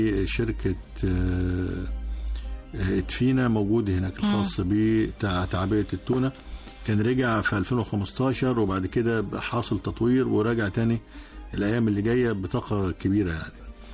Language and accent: Arabic; Egypt; دمياط عندنا كمصريين وحتى عند العرب في السياحة الشاطئية وخلافه